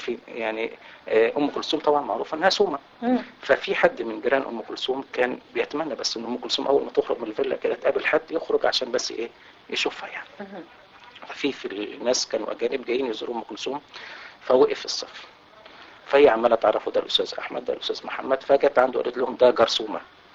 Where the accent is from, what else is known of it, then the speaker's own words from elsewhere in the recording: Marsafa, Qalyubia, Egypt; بلد قريه اسمها مرصفه تتبع مركز بنها محافظه القليوبيه.